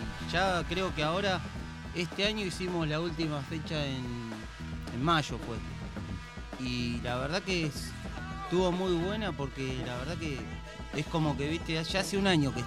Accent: Berazategui, Buenos Aires Province, Argentina; Bien, bien, somos de Plátanos Hudson, Berazategui.

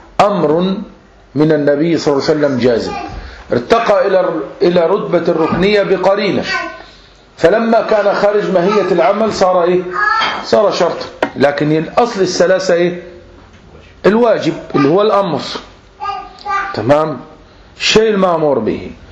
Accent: Egypt; عندنا في مصر

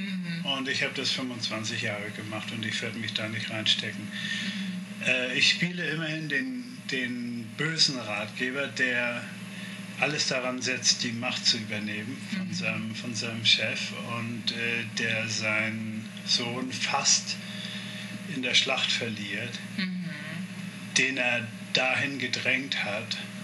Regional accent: Hamburg, Germany; Ich bin Hamburger. Ich bin wirklich Hamburger. Das ist meine Stadt.

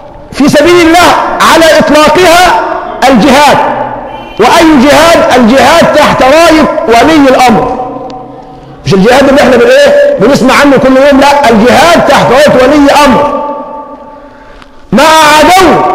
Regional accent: Egypt; ونحن كمصريين على المستوى العام عندنا عاطفة دياشة، وكأهل بلد عندنا عاطفة مع السذاجة.

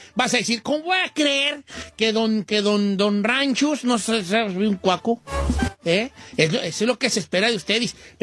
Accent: Mexico; ¿cuántos somos mexicanos aquí?

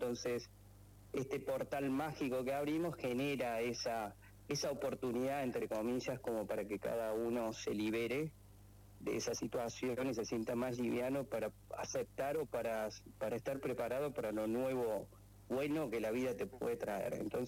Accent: Córdoba, Argentina; Yo soy cordobés, soy egresado de la Universidad Nacional de Córdoba

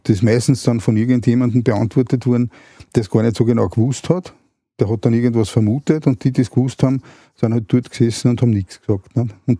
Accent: Vienna, Austria; dass wir aufs Land gezogen sind, also ich komme ursprünglich aus Wien, sind dann aufs Land gezogen

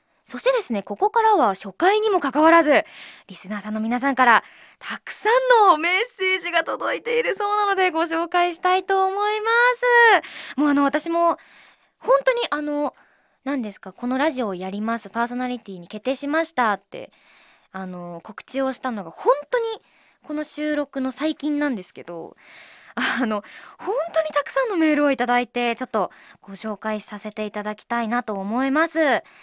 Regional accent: Miyagi, Japan; 私宮城県出身なので宮城弁を挨拶に入れたりしたらいいんじゃないかなということだったんですけど、私住んでたところがもうめちゃめちゃもうだっちゃだっちゃっていう感じで喋るとこじゃなかったんですよ。なのでめちゃめちゃこう、なまってたかって言われるとそうじゃない

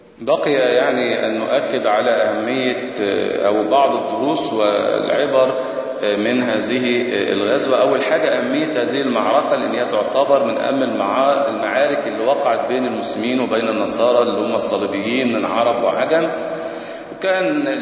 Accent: Egypt; ويمكن دي ما زالت موجودة في بعض القرى عندنا في مصر

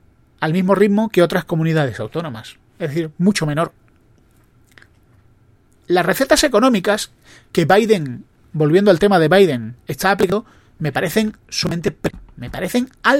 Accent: Spain; yo creo que el problema somos los españoles.

